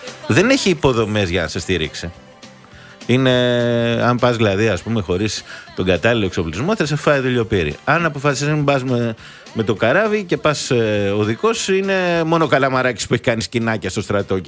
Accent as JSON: {"language": "Greek", "town": "Kastelli", "region": "Crete", "country": "Greece", "said": "Εγώ, το χωριό μας είναι στο Καστέλι."}